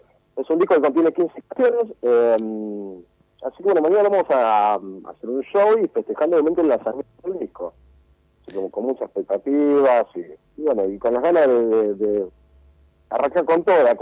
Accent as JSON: {"language": "Spanish", "town": "Rosario", "region": "Santa Fe", "country": "Argentina", "said": "nosotros somos de Rosario"}